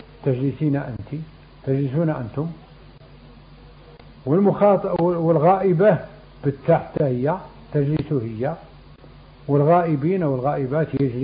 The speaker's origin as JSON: {"language": "Arabic", "country": "Morocco", "said": "لكن جاب الله حنا مغاربة"}